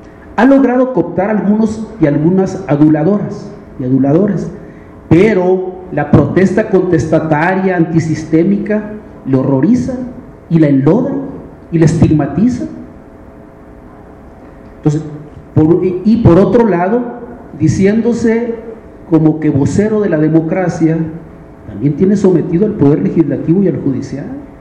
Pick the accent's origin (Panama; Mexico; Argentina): Mexico; Chihuahua; Como venimos de Chihuahua, y como hubo una alternancia política, alguna gente creyó que se solucionaban los problemas